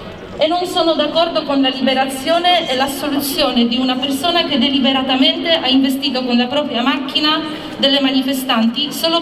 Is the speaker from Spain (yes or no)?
no; Poland; Non sono d'accordo, come donna, come polacca, come futura mamma, di essere costretta a portare una gravidanza a rischio solo per vedere la morte del bambino subito dopo il parto.